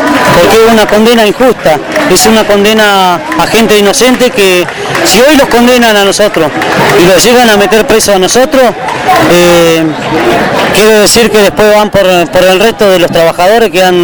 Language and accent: Spanish; Las Heras, Santa Cruz, Argentina; Lo que me duele es que mi pueblo de Las Heras no me acompañe.